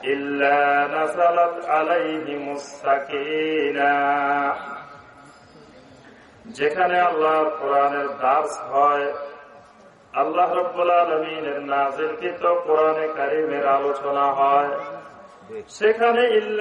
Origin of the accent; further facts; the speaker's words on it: Noakhali, Chittagong Division, Bangladesh; now in Dhaka, Bangladesh; আমি ঢাকা থেকে এসেছি, কিন্তু আমার অরিজিনাল বাড়ি হল নোয়াখালী।